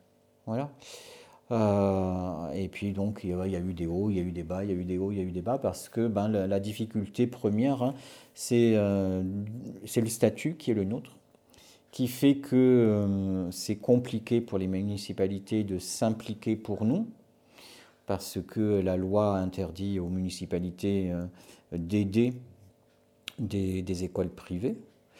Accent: Canada; born there; Je suis né au Canada.

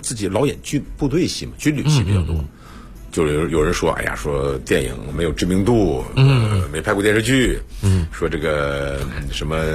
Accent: Jiangsu, China; 以前从来没讲过普通话，我是江苏人

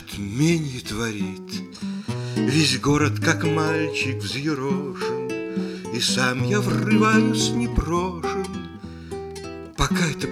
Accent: Kyiv, Ukraine; Ну, поскольку я киевлянин, я сегодня буду часто возвращаться к этому городу, потому что Киев я люблю.

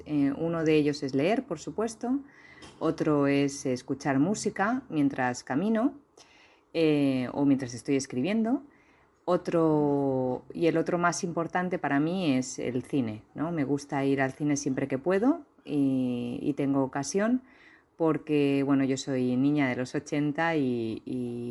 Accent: Valencian Community, Spain; soy una escritora valenciana

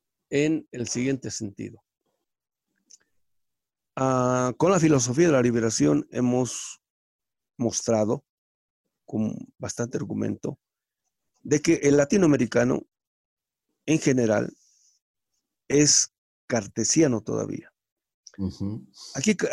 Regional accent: Bolivia; El hecho de que yo sea universal o crea que soy universal, soy boliviano

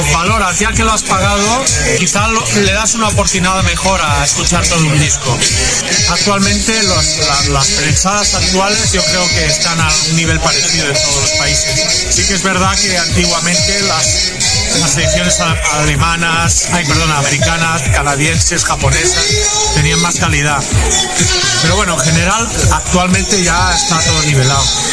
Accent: Olot, Catalonia, Spain; Vengo de Girona, de Olot.

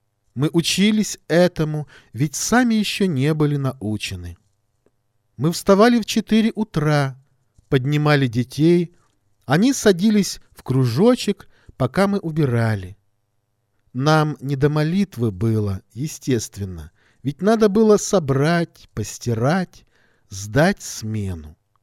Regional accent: Dushanbe, Tajikistan; мне пришлось оставить труд, который я совершала в моем родном городе Душанбе.

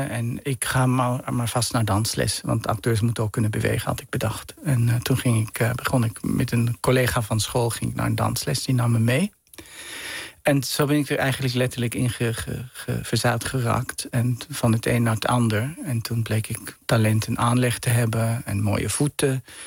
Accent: Gstaad, Bern, Switzerland; Ik ben opgegroeid in Zwitserland in een bergdorp. Een beetje een mondain dorp, Gstaad.

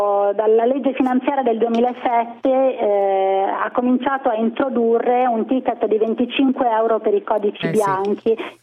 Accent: Umbria, Italy; Io sono bravissima, sono umbra e cucino un ottimo ragù.

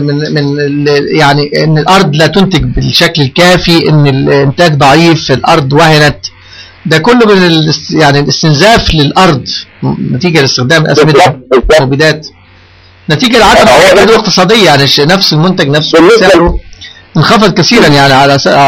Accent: Luxor, Luxor Governorate, Egypt; انا احد ابناء الاقصر كما تعلم، وكنت في صغري ارى العربيات الكبرى بتاعه التصدير

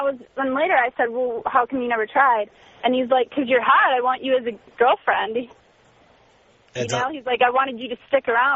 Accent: Midwest, United States; now in Los Angeles, United States; Like, things are a lot different between L.A. and the Midwest.

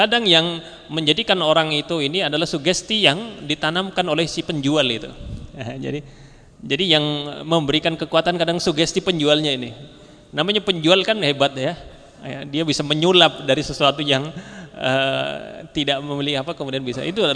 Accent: Banyumas, Central Java, Indonesia; Bahkan kalau di daerah saya, ya, di daerah Banyumas itu ditambah lagi dengan pisang, satu tandan pisang di atas itu.

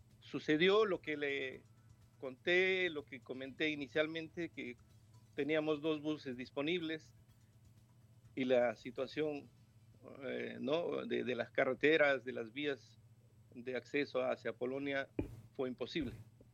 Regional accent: Peru; now in Ukraine; no somos muchos peruanos, no éramos muchos peruanos en Ucrania

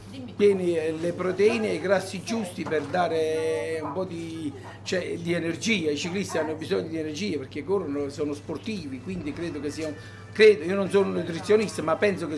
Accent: Campania, Italy; Io sono un campano, preferisco tifo per le squadre del sud.

